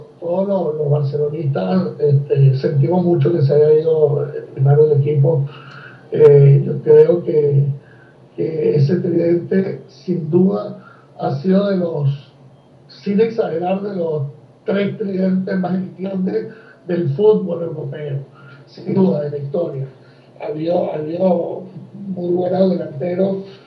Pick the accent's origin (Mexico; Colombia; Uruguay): Uruguay; born there; soy uruguayo de nacimiento